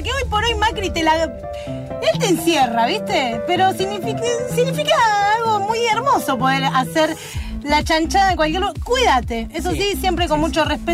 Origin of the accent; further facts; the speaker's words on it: Buenos Aires, Argentina; Soy oriunda de Villa Crespo y un caballito.